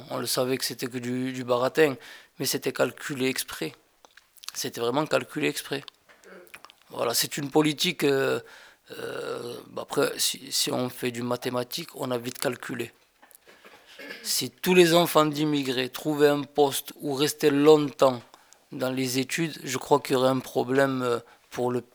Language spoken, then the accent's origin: French; Villeneuve-sur-Lot, Nouvelle-Aquitaine, France; born there; À Villeneuve-sur-Lot, dans le Lot-et-Garonne. Dans le 47.